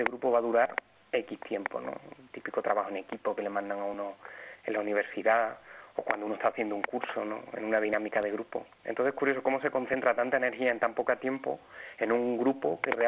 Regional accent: Badajoz, Extremadura, Spain; a raíz de unas grabaciones que hice en una plaza de Badajoz, ¿no?, que es de donde yo soy.

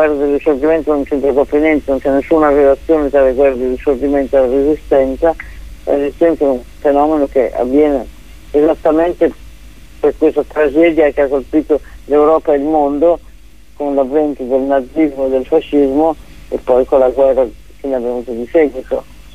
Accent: Novara, Piedmont, Italy; io ho studiato al liceo di Novara, che è la mia città natale

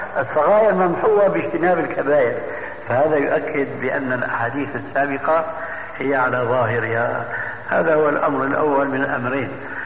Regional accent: Syria; وكما يقول عندنا في سوريا

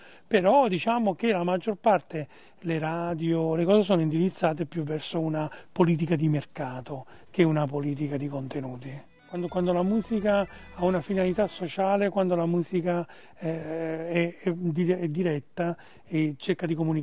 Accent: Naples, Campania, Italy; sono napoletano, io ho vissuto, sono legato un po' alla commedia eduardiana, sono legato a quel modo di essere napoletani, sono legato alla tradizione un po'.

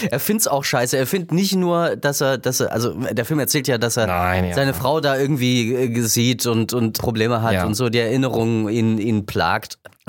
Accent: Germany; Und meine Kindheit hat natürlich in der DDR stattgefunden

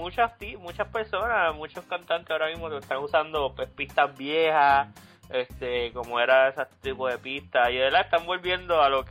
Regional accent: Carolina, Puerto Rico; Papi, soy de Carolina, loco, no lo puedo evitar.

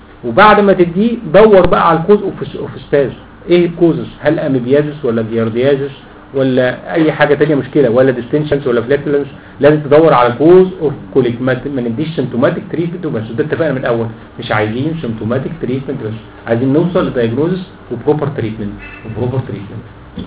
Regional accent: Egypt; ما بيتصنعش عندنا في مصر

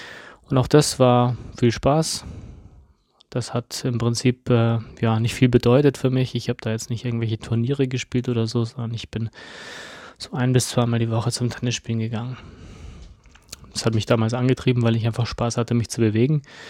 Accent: Munich, Bavaria, Germany; ich habe damals ja in München gewohnt, ich bin in München groß geworden

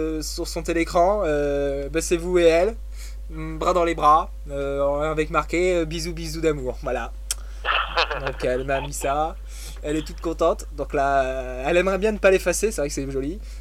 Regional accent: Perpignan, Occitanie, France; À Perpignan, on sait manier les boules.

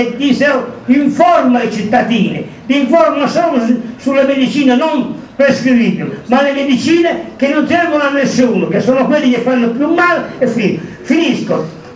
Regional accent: San Giovanni Rotondo, Apulia, Italy; non qui al mio paese, San Giovanni Rotondo in Meridione

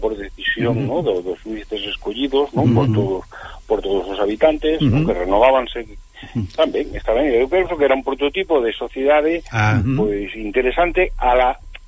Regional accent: Galicia, Spain; igual que somos galegos, podemos ser españoles, podemos ser europeos, non pasa nada

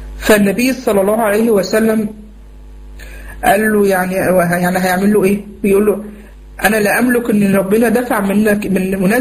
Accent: Egypt; فكه مثلا عندنا في مصر

